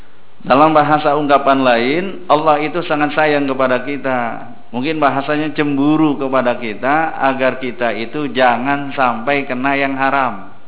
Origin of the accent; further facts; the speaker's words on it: Jakarta, Indonesia; Masalah mengembala, zaman dulu saya orang Jakarta, yang namanya kita bahasa ngangon kerbau, kalau kita dekat sawah, bapak-bapak yang memang punya sawah pasti menjaga.